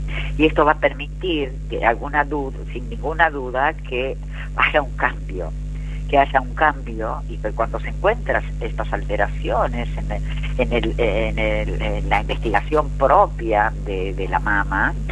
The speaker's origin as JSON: {"language": "Spanish", "region": "Buenos Aires", "country": "Argentina", "said": "en mi país, Argentina, en el que, como sabrán, coordino estos grupos de mujeres libres de violencia a partir de la provincia de Buenos Aires, en un distrito de General San Martín"}